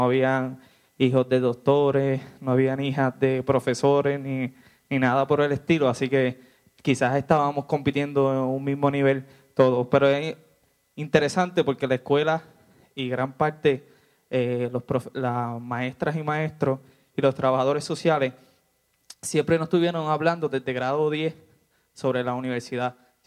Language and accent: Spanish; Orocovis, Puerto Rico; Sobre las escuelas, yo vengo del pueblo de Orocovi.